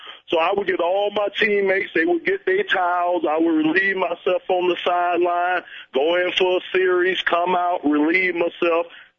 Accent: Miami, Florida, United States; Plus, I'm from Miami. You know it's something in the water down there, too.

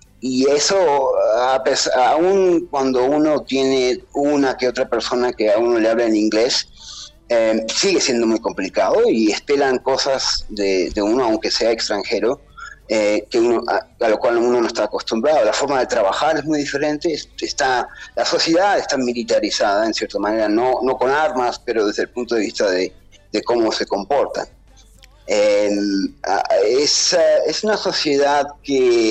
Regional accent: Argentina; aparte de decir que nací en Argentina y que soy argentino hasta el día de la fecha.

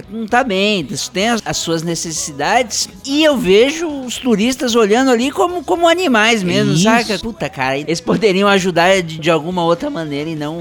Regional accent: São Paulo, Brazil; Cara, eu sou paulista, paulistano

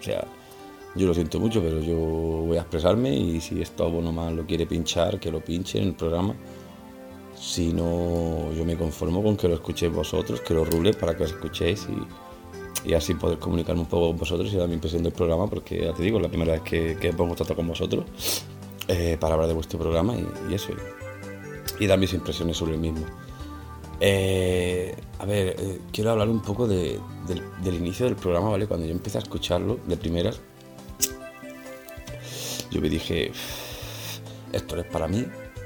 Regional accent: Granada, Andalusia, Spain; de Granada. Tengo 31 años

